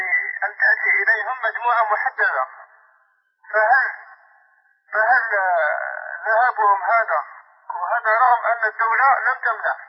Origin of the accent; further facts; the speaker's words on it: Algeria; أن بعض من الأفراد من بلادنا الجزائر يعني تطوعوا